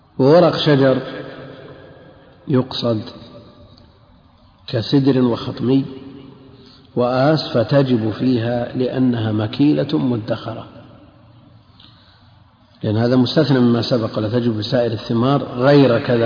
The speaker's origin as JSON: {"language": "Arabic", "region": "Najd", "country": "Saudi Arabia", "said": "عندنا في نجد سمى شبع أيضا."}